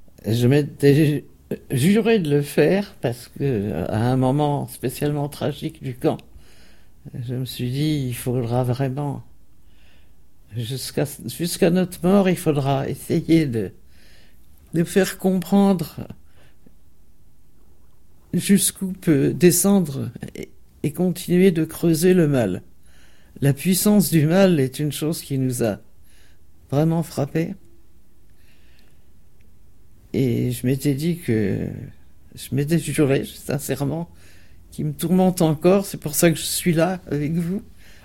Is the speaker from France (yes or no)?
yes; Bourgogne-Franche-Comté, France; Et comme nous sommes de l'Est, parce que mon grand-père avait une petite ferme à la frontière suisse, je me rappelle avoir ramené Geneviève à la maison en Franche-Comté, là.